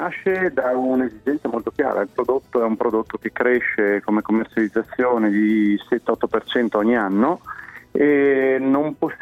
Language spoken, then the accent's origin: Italian; Parma, Emilia-Romagna, Italy; No, sono di Parma.